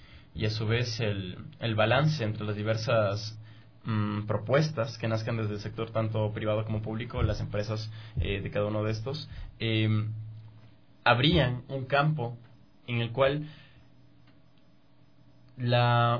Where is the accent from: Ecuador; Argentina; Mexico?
Ecuador; O sea, nosotros como ecuatorianos, ¿cómo vemos el Estado?